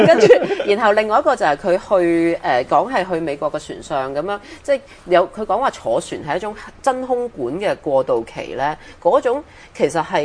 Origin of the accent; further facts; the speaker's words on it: Hong Kong; 我哋香港人嘅眼界真係好高